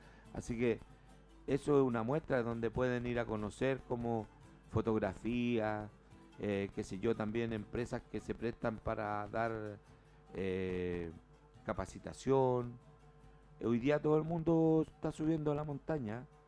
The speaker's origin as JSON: {"language": "Spanish", "town": "Puente Alto", "region": "Santiago Metropolitan", "country": "Chile", "tie": "born or raised there", "said": "mi población, donde yo nací, acá en Puente Alto. Yo nací en la Pedro Aguirre Cerpa."}